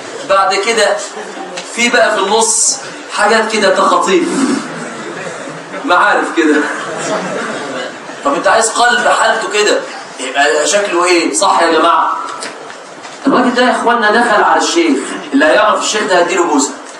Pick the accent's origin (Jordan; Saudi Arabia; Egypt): Egypt; طبعا ده لو عندنا في مصر